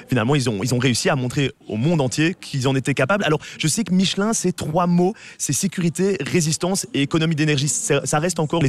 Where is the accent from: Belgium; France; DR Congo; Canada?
Belgium; Ça s'est exporté, hein, même chez nous, en Belgique.